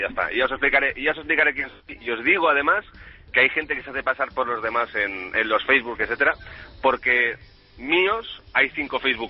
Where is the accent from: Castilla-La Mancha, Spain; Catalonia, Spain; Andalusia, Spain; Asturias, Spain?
Catalonia, Spain; Barcelona; now in Madrid, Spain; Era de Barcelona y por motivos de trabajo estoy en Madrid.